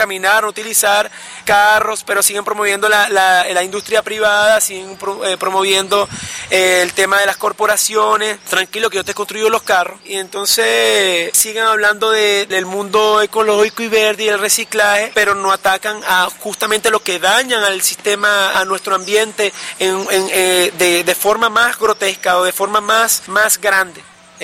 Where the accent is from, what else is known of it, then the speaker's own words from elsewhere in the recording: Venezuela; No únicamente como venezolano, digamos, representado por una bandera o por un himno, por un territorio en específico.